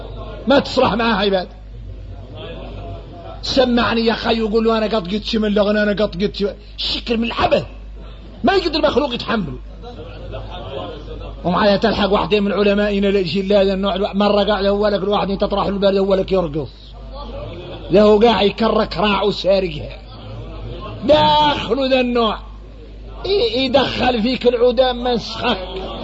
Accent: Mauritania; نحن موريتاني

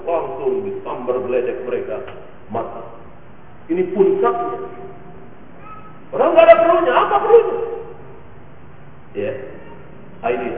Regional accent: Indonesia; born there; Bahwa kita lahir di negeri kita ini, ayah ibu kita muslim

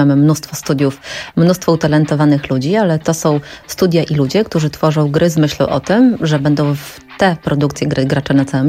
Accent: Lębork, Pomeranian Voivodeship, Poland; Ja pochodzę z Pomorza, z Lęborka.

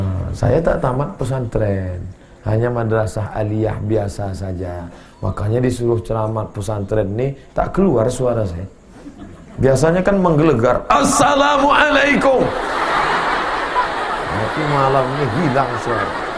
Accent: Riau, Indonesia; now in Medan, Indonesia; Dari Riau, Pak.

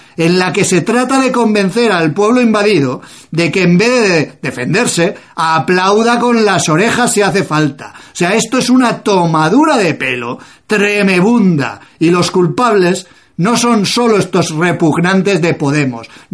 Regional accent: Spain; lo racistas y lo malos que somos los españoles

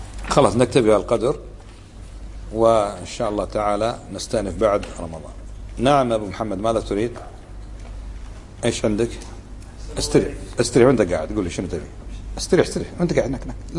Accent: Kuwait; وكانت بلدنا الكويت تدخل فيها من تدخل وأشعل الفتنة فيها

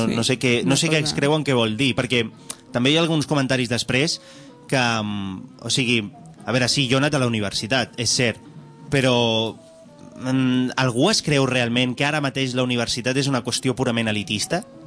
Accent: Barcelona, Catalonia, Spain; jo vinc d'una família obrera. La meva àvia era minera i la meva mare és assalariada. O sigui que a mi no em venguin la moto i m'he criat a Nou Barris.

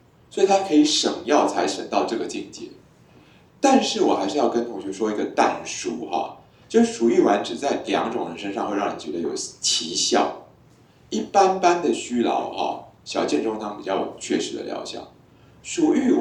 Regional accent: Taiwan; 就是我们台湾人口少少

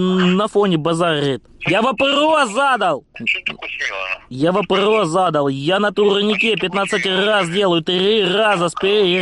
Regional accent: Ukraine; Я не бендеровец, я... Я украинец.

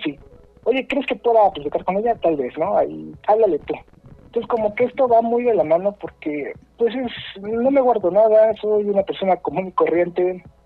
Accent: Mexico City, Mexico; soy de aquí, de la Ciudad de México. Ya saben, tortas de tamal, ¿qué más hay?

